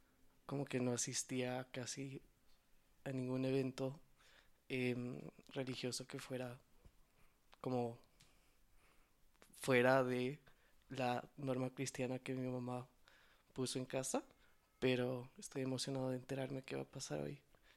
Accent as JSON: {"language": "Spanish", "country": "Ecuador", "said": "Soy de Ecuador."}